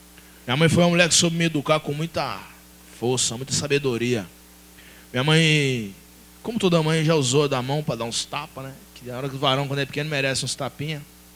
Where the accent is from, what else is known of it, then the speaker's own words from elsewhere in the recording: Belo Horizonte, Minas Gerais, Brazil; moved away as an adult; now in Diadema, Brazil; eu vim embora de Belo Horizonte, larguei para trás mãe, filho, mulher, irmão, parceiro, e vim para Diadema, do nada. Comecei minha vida aqui